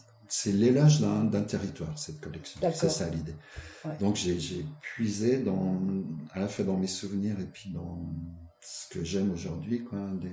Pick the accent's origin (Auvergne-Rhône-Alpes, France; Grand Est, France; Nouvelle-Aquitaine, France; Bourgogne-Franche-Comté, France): Grand Est, France; Nancy; born there; Alors moi, je ne suis pas né dans les Vosges, je suis né à Nancy.